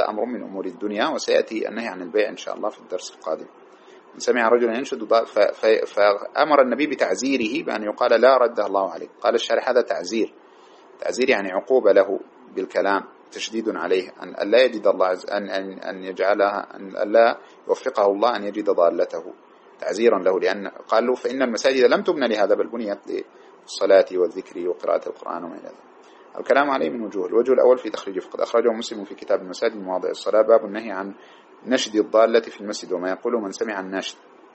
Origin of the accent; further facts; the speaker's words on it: Sudan; وهناك مسألة عندنا في السودان تشبه هذه وهي مشكلة